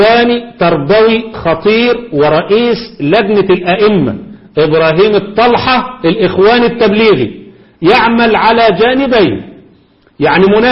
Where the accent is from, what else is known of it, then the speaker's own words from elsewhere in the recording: Egypt; زي ما احنا عندنا في مصر الان اصبحت السافرات هم الموضوع في الاعلام